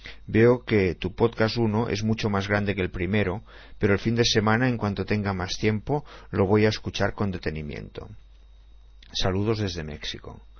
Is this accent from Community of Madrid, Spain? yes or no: no; Barcelona, Catalonia, Spain; born there; Nací en 1959, en Barcelona.